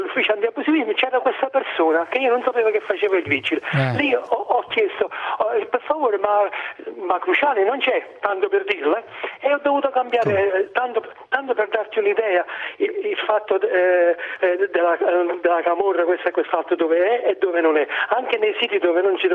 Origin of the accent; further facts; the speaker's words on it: Naples, Campania, Italy; tu si sente che io sono di Napoli, no?